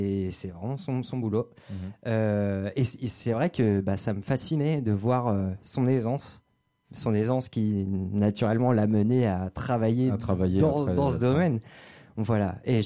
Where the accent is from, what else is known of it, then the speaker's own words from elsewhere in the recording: Fécamp, Normandy, France; je suis de Fécamp